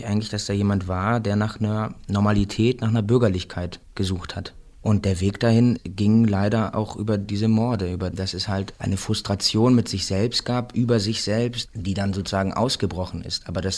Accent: Remscheid, North Rhine-Westphalia, Germany; now in Berlin, Germany; ich komme halt aus Remscheid und ich wohne jetzt in Berlin

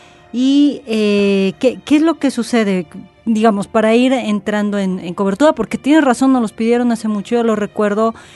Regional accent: Mexico; así como nosotros mexicanos, teníamos a la Coyoxauhtli

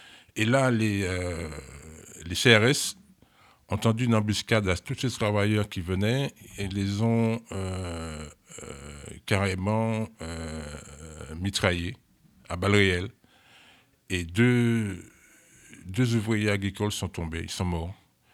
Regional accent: Martinique; Oui, on reste dans la zone des Caraïbes. Moi, je viens de Martinique.

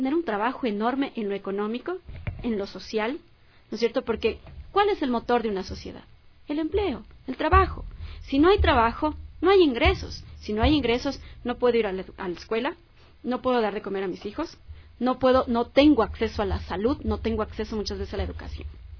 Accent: Ecuador; los pagamos todos los ecuatorianos, pues.

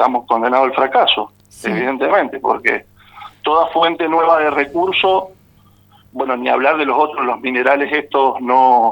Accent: Argentina; A mí me preocupa mucho perder hoy día Vaca Muerta, por ejemplo, como argentino.

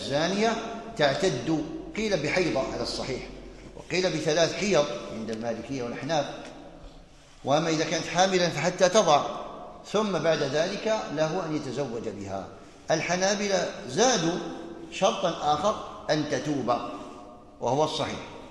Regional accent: Algeria; يعني عندنا في الجزائر المساجد كثيرة

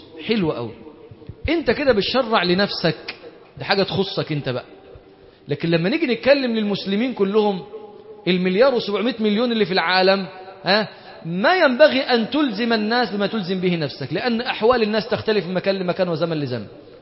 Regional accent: Monufia Governorate, Egypt; انا مثلا انا من المنوفيه اصلا، احنا كان الرز ده عندنا هناك لا نعرفه ولا نراه الا يوم السبت

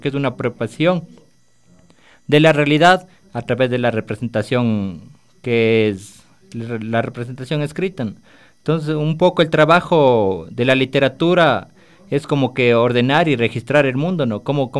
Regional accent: Ecuador; Nos reconocemos como ecuatorianos, nos reconocemos como latinoamericanos a través de nuestra literatura.

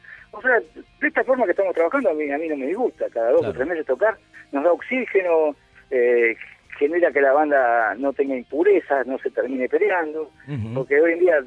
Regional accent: Argentina; moved away; Yo me fui de Argentina.

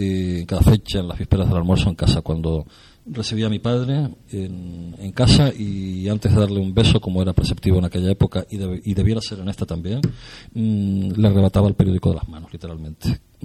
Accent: Granadilla, Canary Islands, Spain; Yo era el corresponsal de deportivo de mi pueblo, en Granadilla.

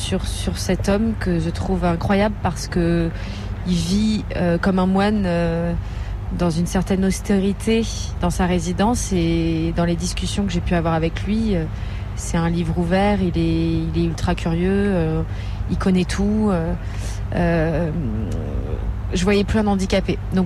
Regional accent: France; je suis française et portugaise, c'est vraiment la double nationalité.

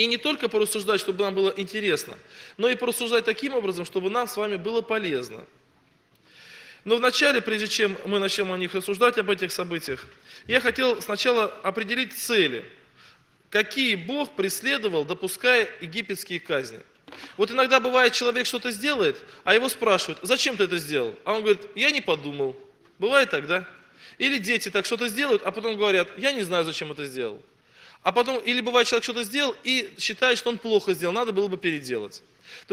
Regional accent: Russia; Я приехал из России на курсы, которые здесь недавно проходили. И живу я сам в Краснодарском крае, город Ейск. Это небольшой городок на берегу Азовского моря. У нас церковь 80 человек. Мне 34 года, у меня 5 деток.

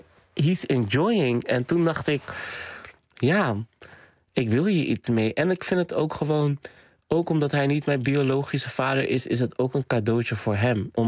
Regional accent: Rotterdam, South Holland, Netherlands; En ik kom uit Rotterdam-West, Spangen. En dat werd altijd als een soort van achterstandswijk, een soort van geprofileerd van het achterstandswijk.

